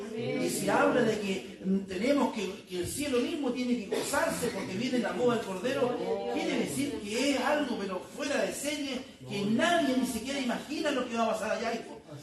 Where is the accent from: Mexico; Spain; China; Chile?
Chile; Bueno, nosotros que somos chilenos, estamos bailando juego con el Señor.